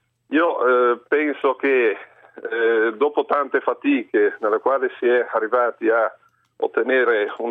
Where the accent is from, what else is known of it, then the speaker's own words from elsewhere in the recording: Liguria, Italy; io non sono di Genova città, ma sono dell'entroterra del Levante